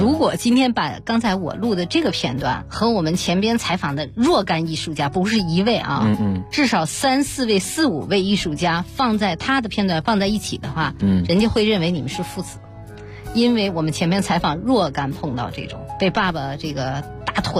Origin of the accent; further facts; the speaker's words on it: North China, China; 我特别小70年代的时候去农村，那是我外婆家里边，姥姥家里边，我们是北方人嘛